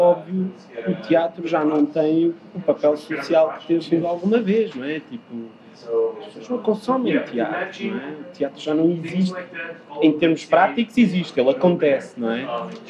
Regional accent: Portugal; also born or lived in United States; Depois eu tive muitos problemas com linguagem, porque nasci nos Estados Unidos.

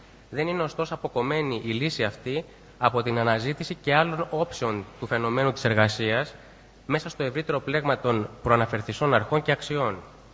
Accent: Lavrio, Attica, Greece; επειδή η καταγωγή μου είναι από το Λαύριο, θα ήθελα υπό μία έννοια να σας καλωσορίσω και στην πόλη μου

